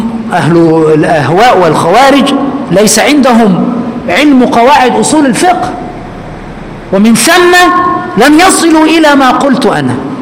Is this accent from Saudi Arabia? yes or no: no; Egypt; كما نقول كمصريين